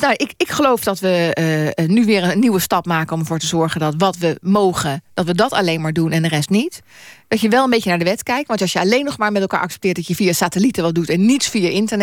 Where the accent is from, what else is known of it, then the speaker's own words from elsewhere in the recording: Netherlands; Ik ben een Nederlandse.